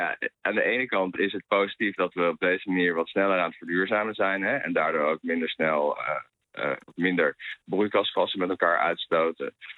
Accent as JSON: {"language": "Dutch", "country": "Netherlands", "said": "Maar wij als Nederlanders zelf... ook al bij de huidige gasprijzen zijn er enorm bij gebaat"}